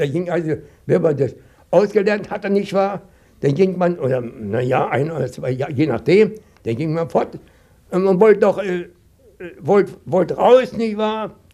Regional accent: Potsdam, Brandenburg, Germany; born there; Ich bin in Neuendorf geboren, Nova West kam nachher dazu, da heißt es Nova West, Neuendorf.

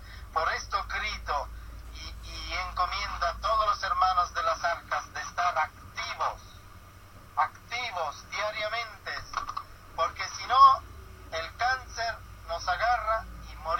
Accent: Sicily, Italy; Spanish is a second language; Descubrí que en Sicilia, en mi tierra

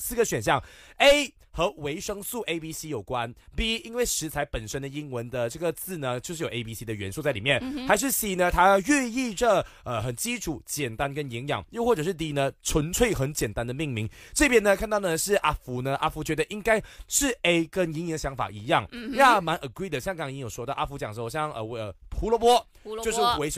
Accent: Malaysia; 今天我们来猜的呢，是跟我们马来西亚人很喜欢喝的一种汤有关。

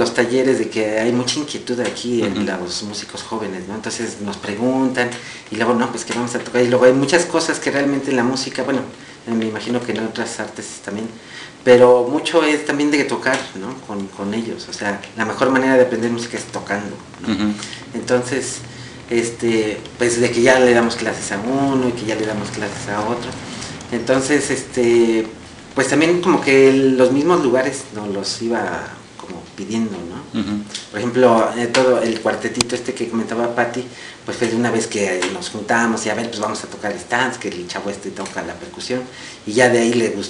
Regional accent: Mexico City, Mexico; tú que vienes del DF, y bueno, yo también soy del DF

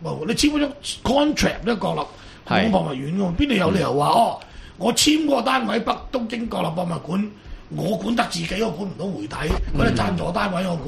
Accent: Hong Kong; 當然佢又唔了解我哋香港人事實上有苦衷啊

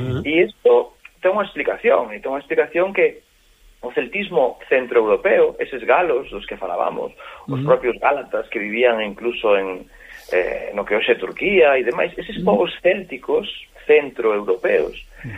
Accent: Galicia, Spain; o que nos atañe a nós como galegos

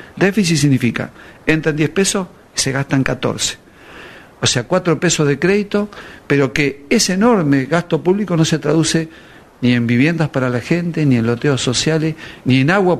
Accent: Argentina; no me sorprende nada porque como argentino estoy acostumbrado a ver que hoy soy de un partido provincial

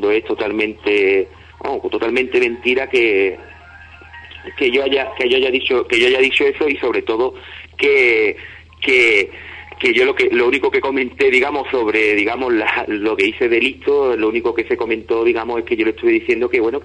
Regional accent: Ubrique, Andalusia, Spain; por otra parte a mi pueblo, ¿no? Ya como ciudadano uriqueño

